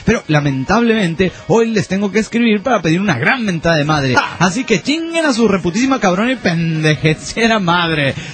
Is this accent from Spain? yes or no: no; Guatemala; Saludos, amigos … de Guatemala.